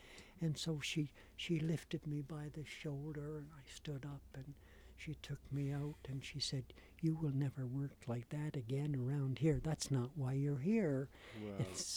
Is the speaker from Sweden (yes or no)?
no; Charlottetown, Prince Edward Island, Canada; also born or lived in Cape Breton / Antigonish; I'm from Charlottetown. I got here kind of a long way around, from way up in Cape Breton and Inganish Beach, and then to Antigonish, Nova Scotia, where I studied at St. Vex for 4 years.